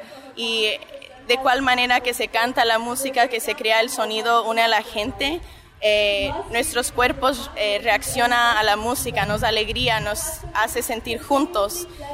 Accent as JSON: {"language": "Spanish", "town": "San Fernando Valley", "region": "California", "country": "United States", "tie": "born or raised there", "said": "Yo crecí en el Valle de San Fernando. Mi papá es alemán, judío, chileno. Mi mamá es guatemalteca."}